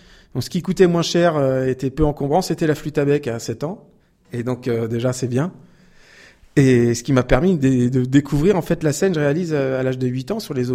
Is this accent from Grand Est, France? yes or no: no; Île-de-France, France; Je viens de, essentiellement d'Île-de-France. J'ai passé beaucoup d'années en Île-de-France et je suis arrivé en région Centre il y a quelques mois à peine pour trouver plus de quiétude, d'oxygène, de forêt et d'inspiration.